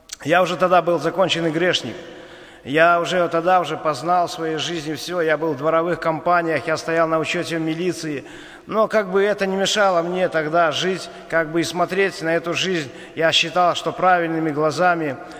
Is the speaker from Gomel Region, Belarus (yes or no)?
no; Ivatsevichy, Brest Region, Belarus; born there; now in Baranovichi, Belarus; Я сам отсюда, с Баранович. Я родился в Ивацевичах, но после армии переехал сюда. Женился, жил здесь.